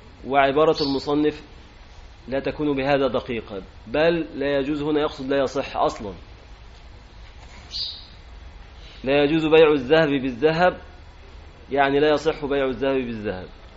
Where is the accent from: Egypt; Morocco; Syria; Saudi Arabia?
Egypt; أنا مصري مسلم مثلك،